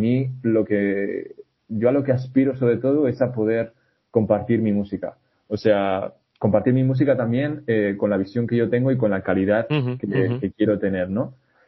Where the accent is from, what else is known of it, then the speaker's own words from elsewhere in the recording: Quintana de Valdivielso, Castile and León, Spain; la Junta Vecinal de Quintana de Valdivielso, que es mi pueblo